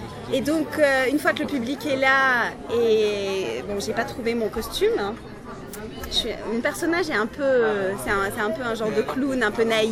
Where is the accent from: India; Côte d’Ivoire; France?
France; Strasbourg, Grand Est; Donc moi, je viens de l'Est de la France, de Strasbourg